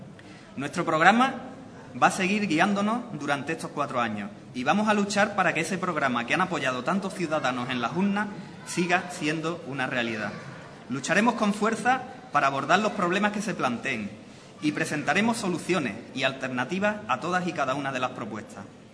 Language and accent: Spanish; Ubrique, Andalusia, Spain; porque es lo mejor para mi pueblo, para Ubrique